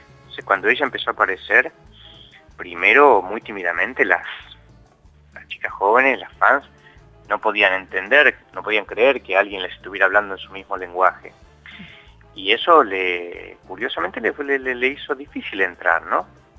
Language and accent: Spanish; Buenos Aires, Argentina; Ahora están ahí en La Plata, yo soy de Capital, pero voy a estar en La Plata el jueves 25.